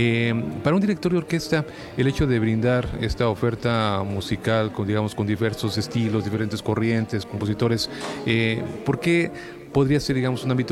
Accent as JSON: {"language": "Spanish", "country": "Mexico", "said": "le agradecemos infinitamente como mexicanos"}